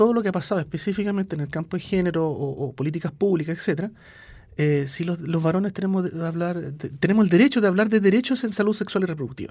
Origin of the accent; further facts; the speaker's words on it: Sweden; viví mi infancia en Suecia.